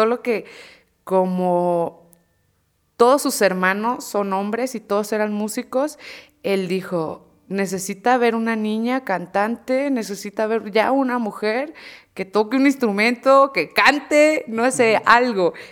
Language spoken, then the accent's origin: Spanish; Sinaloa, Mexico; yo soy de Sinaloa, soy del norte del país. Entonces, en mi pueblo se acostumbra escuchar